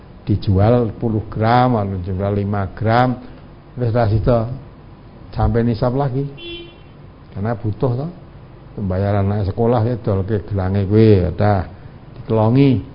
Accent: Java, Indonesia; Tentu gelangnya tidak seperti gelang kita orang Jawa

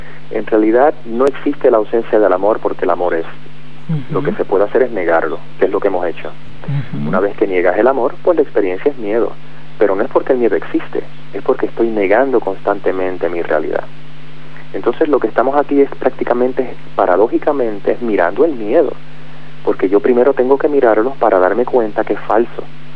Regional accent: Puerto Rico; No, soy puertorriqueño.

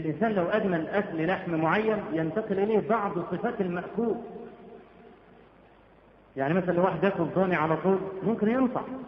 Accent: Egypt; واحنا عندنا في مصر بدعه قبيحه

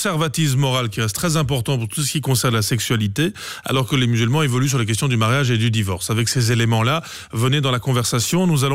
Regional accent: Belgium; c'est bien là-bas et ici chez nous en Belgique

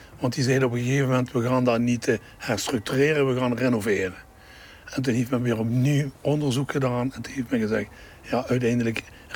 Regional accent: Hoensbroek, Limburg, Netherlands; born there; Ik ben geboren in Mariaraden. Dat is ook een vergelijkbare wijk als deze. Ook een mijnwerkerskolonie. En daar hebben we er hier in het Hoensbroekse hebben we er al drie van.

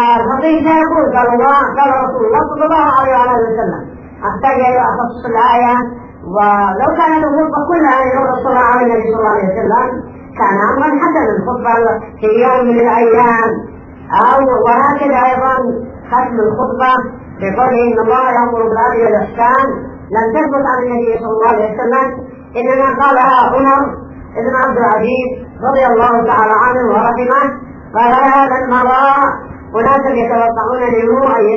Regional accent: Yemen; وهذا نصام ايضا بين الشيعه عندنا في اليمن وبين اهل السنه الشافعيه،

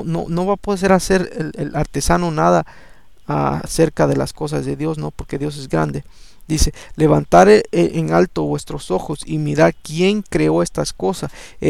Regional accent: El Salvador; yo soy salvadoreño y a mí nunca me ha gustado esta música

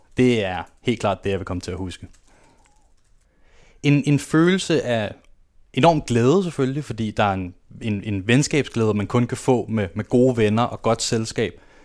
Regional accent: Copenhagen, Capital Region of Denmark, Denmark; Det hele startede, da jeg blev født på Østerbro. Der er jeg født og opvokset.

